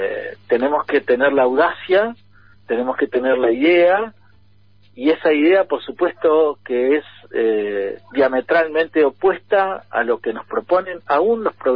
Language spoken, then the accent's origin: Spanish; Argentina; Se construye de la idea de que somos argentinos